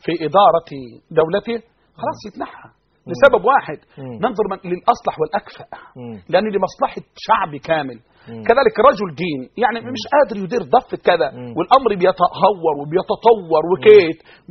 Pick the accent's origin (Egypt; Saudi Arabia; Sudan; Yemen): Egypt; أنا بتكلم عن أنا مصري